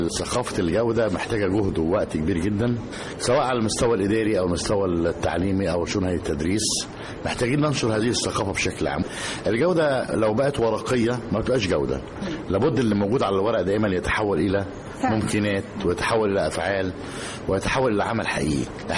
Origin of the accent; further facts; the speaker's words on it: Egypt; يعني لما تيجي مثلا للعلماء الطاقه عندنا في مصر